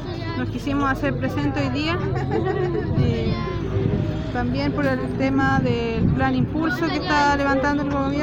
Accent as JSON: {"language": "Spanish", "region": "Los Ríos", "country": "Chile", "said": "Yo soy del log de Tralcapulli, Mapu."}